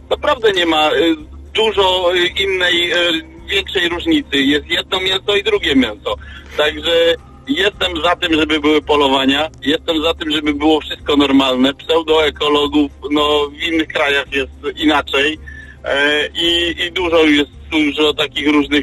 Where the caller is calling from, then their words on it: Lower Silesian Voivodeship, Poland; Witam, a ja też z Dolnego Śląska, niedaleko Wrocławia